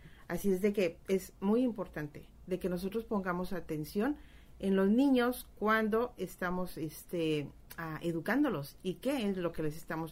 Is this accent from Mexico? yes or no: yes; Guadalajara, Jalisco, Mexico; todavía en México, en Guadalajara, de donde yo soy, todavía cuando voy de visita